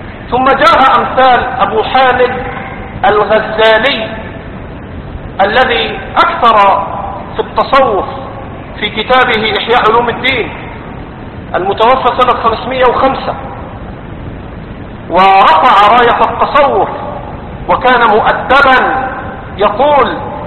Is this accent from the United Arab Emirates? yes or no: no; Egypt; أما دول اللي عندنا في مصر قاعدين